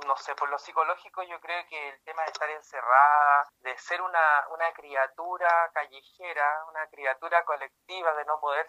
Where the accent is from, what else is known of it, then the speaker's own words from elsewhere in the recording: Iquique, Tarapacá, Chile; aparte que yo soy de Iquique, ya llevo bastantes meses sin visitar a mi familia